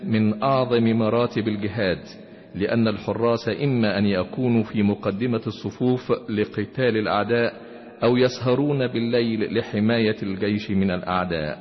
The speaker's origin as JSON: {"language": "Arabic", "country": "Egypt", "said": "ويحب بلادنا مصر العزيزة"}